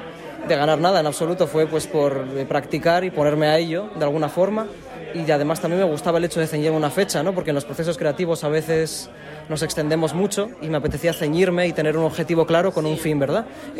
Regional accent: Nava, Asturias, Spain; pero yo soy de Nava, es donde vivo.

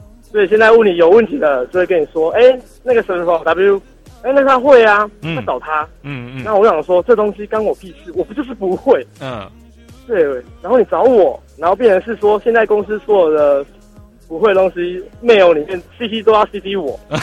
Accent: Taipei, Taiwan; 我是台北的

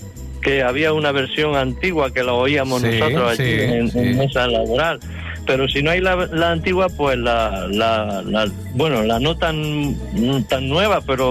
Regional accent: Cañuela, Andalusia, Spain; now in Fene, Spain; Llamo desde Fene, la provincia de La Coruña, aunque yo soy de Jaén.

